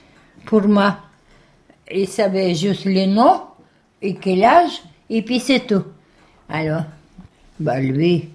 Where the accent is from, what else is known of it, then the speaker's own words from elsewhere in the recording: Russia; Si j'avais dit que je suis russe et puis tout ça, bien sûr, on m'a ramené dans les camps russes.